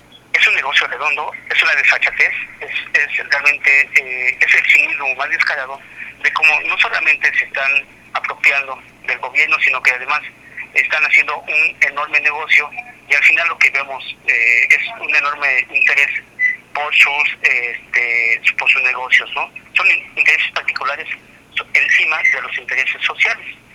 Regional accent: Sonora, Mexico; no como sonorense, sino como ciudadano del país

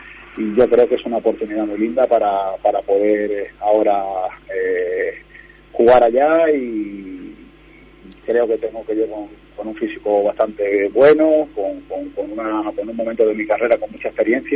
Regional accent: Málaga, Andalusia, Spain; conseguir mis títulos también para mi ciudad, que yo soy de Málaga.

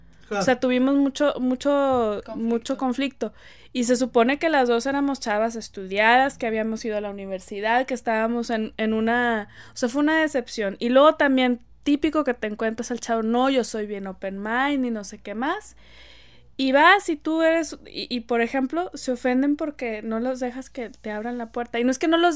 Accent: Monterrey, Nuevo León, Mexico; aprendimos a hablar inglés, o porque estamos, podemos ir a McAllen o lo que sea, pero en el fondo nuestro corazoncito es mexicano. O sea, yo ayer, así, mexicanito, regiomontanito

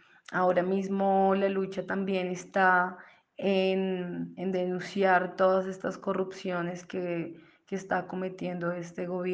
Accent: Colombia; soy de Colombia

